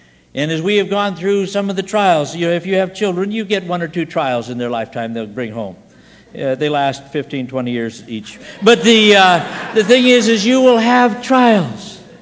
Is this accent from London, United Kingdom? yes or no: no; Scotland, United Kingdom; And I'm a Scotsman, and I'm stupid, and I'm stubborn.